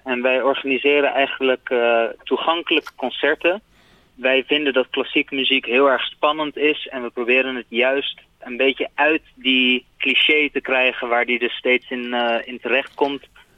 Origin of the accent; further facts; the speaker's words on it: Rotterdam, South Holland, Netherlands; ik ben opgegroeid in Rotterdam, meer dan 20 jaar gewoond